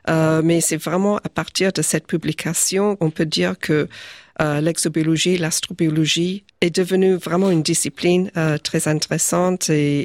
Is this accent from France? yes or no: no; South Africa; born there; French is a second language; Moi, je suis née en Afrique du Sud, donc c'est bien loin.